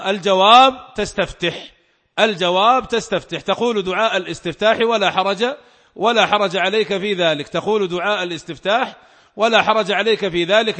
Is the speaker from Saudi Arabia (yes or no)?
yes; Saudi Arabia; وهو المفتى به عندنا في المملكة العربية السعودية